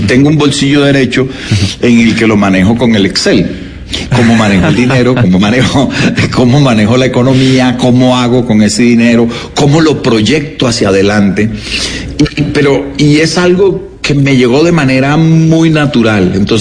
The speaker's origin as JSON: {"language": "Spanish", "town": "Santa Marta", "region": "Magdalena", "country": "Colombia", "moved": "as an adult", "lives_now": "Bogotá, Colombia", "said": "Yo me vine de Santa Marta muy, muy joven, muy chiquito, a Bogotá."}